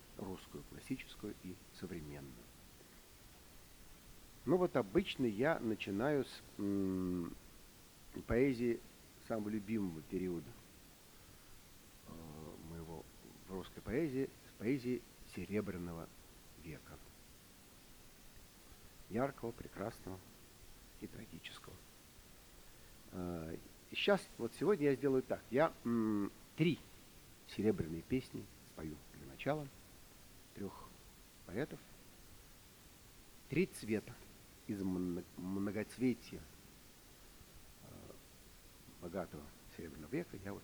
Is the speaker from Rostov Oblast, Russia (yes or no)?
no; Moscow, Russia; По происхождению я москвич. Родился в Москве и всю жизнь мне так и до сих пор живу.